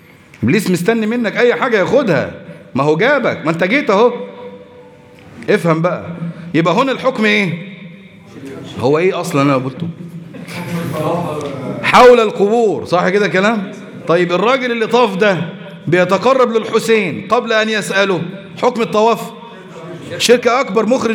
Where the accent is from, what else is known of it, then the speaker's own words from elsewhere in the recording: Egypt; ده احنا مصريين، مصر ام الدنيا